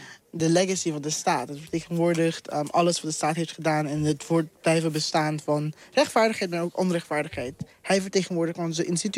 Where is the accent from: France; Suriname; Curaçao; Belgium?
Curaçao; Kijk, ik kom zelf uit Curaçao.